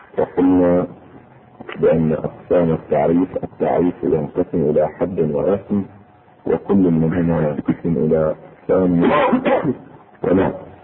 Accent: Bahrain; اذا لاحظونه في الاساليب الدراسيه عندنا في البحرين سابقا

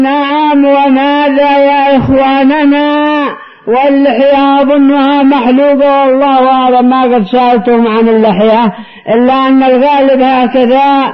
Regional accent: Yemen; أعظم ضربة للحزبيين عندنا في اليمن.

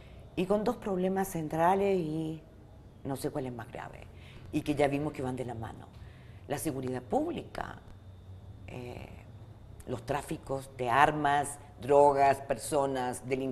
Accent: Mexico; empezamos a asumir en México... Y digo empezamos porque es mi barrio, mi tierra, mi región

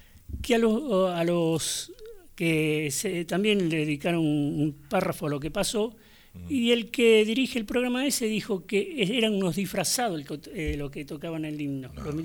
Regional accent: Argentina; como argentino me siento dolido.

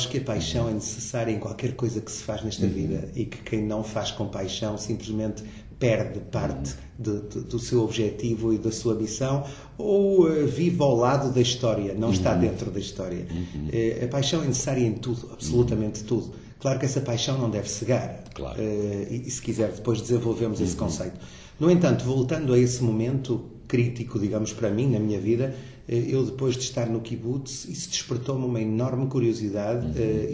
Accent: Porto, Norte, Portugal; eu cresci no Porto, formei-me no Porto, no fundo, como jovem.

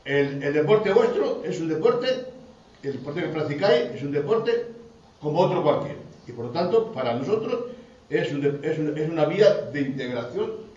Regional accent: Spain; born there; yo soy inmigrante. Yo nací en España, que podía haber nacido en otro país.

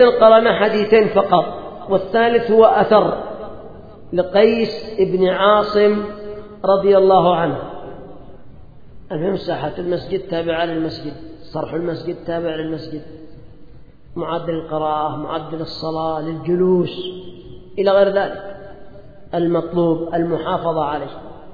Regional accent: Yemen; عندنا في اليمن القبيلة أيضا، القبيلة لها دور

